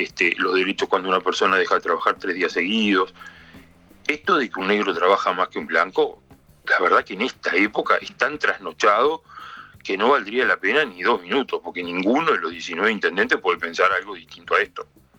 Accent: Uruguay; Yo como uruguayo prefiero no escucharlo ni verlo

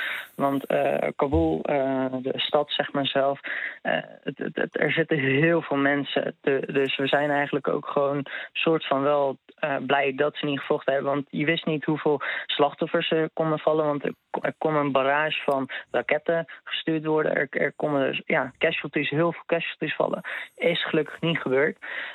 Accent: Netherlands; ik ben een Nederlander en zij is dus vrouw van een Nederlandse

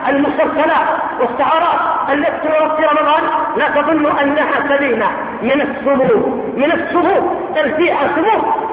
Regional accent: Yemen; بالنسبة عندنا في اليمن القاف ضيع المسلمين،

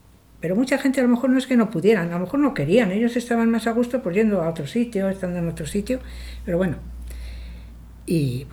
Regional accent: Peñaranda de Bracamonte, Castile and León, Spain; no, somos de Peñaranda.

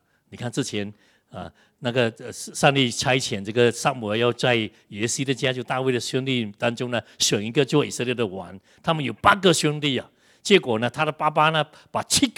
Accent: Malaysia; 人怎么人看到我们的国家，哎，真是充满了那种的黑暗的贪污各方面

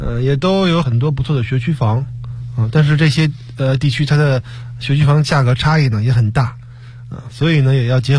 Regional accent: northern China, China; 就是我个人来说是北方长大的，所以还是比较适应

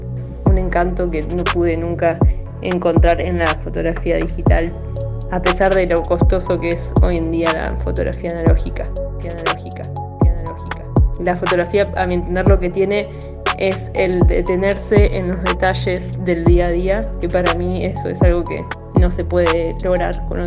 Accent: La Plata, Buenos Aires Province, Argentina; de La Plata

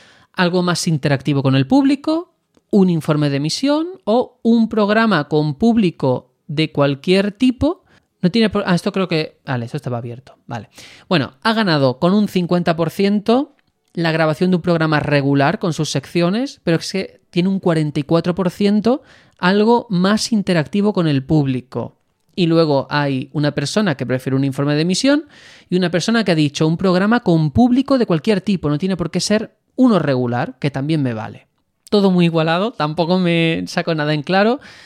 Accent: Spain; primero que somos de España

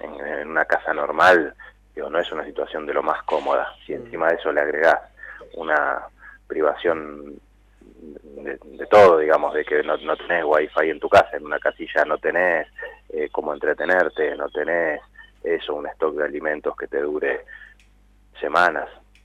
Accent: La Plata, Buenos Aires Province, Argentina; La inundación en La Plata, los que somos platenses

